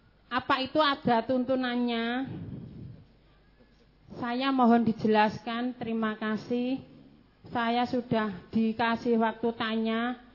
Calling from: Sragen, Central Java, Indonesia; Kampung saya Tegarjo, Donoyudan, Kali Jambi, Sragen.

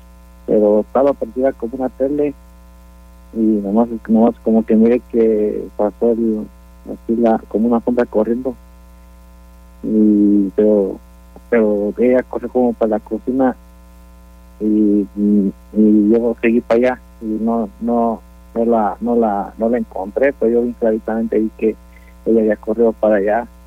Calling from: Austin, Texas, United States; Sí, fue aquí. Aquí fue donde pasó eso.

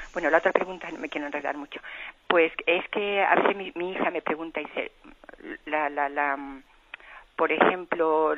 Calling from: Balearic Islands, Spain; de Mallorca.

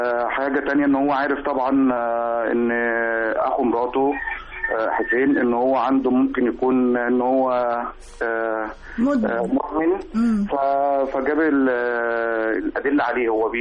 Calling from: Khanka, Qalyubia, Egypt; من القليوبيه مركز الخنج

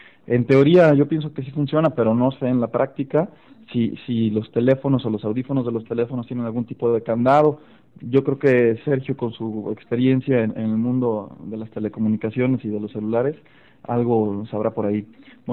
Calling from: Aguascalientes, Mexico; de Aguascalientes, México.

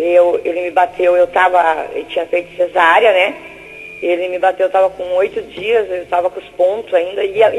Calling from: São José dos Pinhais, Paraná, Brazil; Eu falo de São José dos Pinhais e escuto pela AM evangelizando.

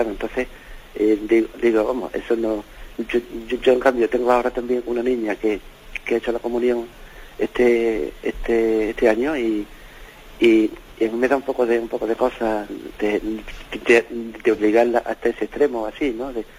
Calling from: Seville, Andalusia, Spain; aquí de Sevilla, sí, mire.

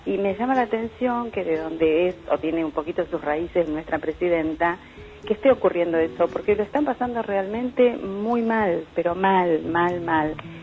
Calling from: Martínez, Buenos Aires Province, Argentina; soy de acá de Martínez y los escucho siempre.

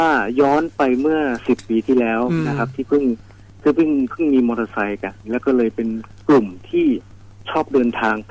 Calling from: Nonthaburi, Thailand; จากนนทบุรีครับ

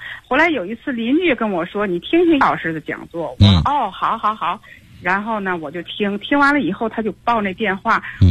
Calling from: Hexi District, Tianjin, China; 我是天津的那个河西区的

